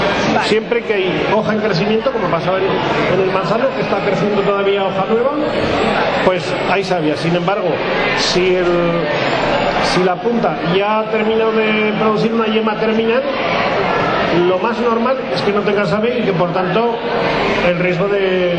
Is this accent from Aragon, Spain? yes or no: yes; La Almunia de Doña Godina, Aragon, Spain; yo que soy de la Almunia, en pleno Valle del Jalón, estamos a 350 metros de altura